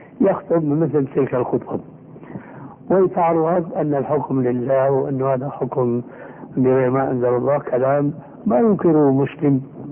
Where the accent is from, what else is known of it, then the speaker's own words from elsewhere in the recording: Syria; كما يقول العام عندنا في سوريا